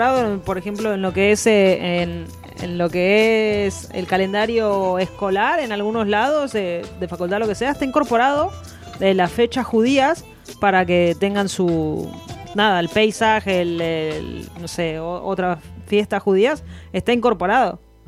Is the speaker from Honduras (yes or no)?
no; Buenos Aires Province, Argentina; Yo soy de Buenos Aires, no soy de la capital en sí, sino soy de los alrededores